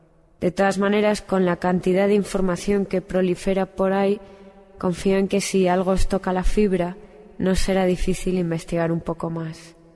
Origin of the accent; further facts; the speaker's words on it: Madrid, Community of Madrid, Spain; moved away as an adult; now in London, United Kingdom; Me imagino que muchos de vosotros estáis escuchando el programa en directo en Madrid, mi ciudad natal. Os mando un saludo desde Londres, que es donde estoy grabando este programa y donde llevo viviendo un año y medio.